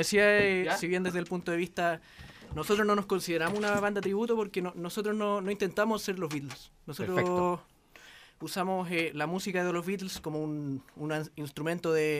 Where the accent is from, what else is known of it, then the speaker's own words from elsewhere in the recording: La Florida, Santiago Metropolitan, Chile; soy de la Florida, por si algo importa.